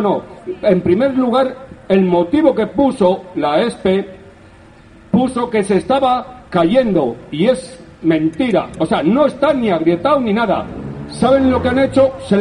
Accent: Madrid, Community of Madrid, Spain; Yo soy de ahí, de Carabanchel.

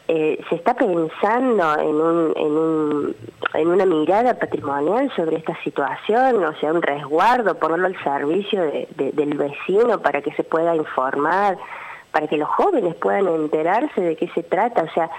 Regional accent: Cosquín, Córdoba, Argentina; voy a hablar particularmente de Cosquín, porque yo soy de Cosquín.

